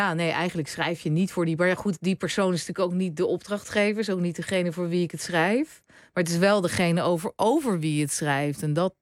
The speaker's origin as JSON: {"language": "Dutch", "town": "The Hague", "region": "South Holland", "country": "Netherlands", "said": "Toen ging ik in Den Haag, waar ik vandaan kom, op kamers."}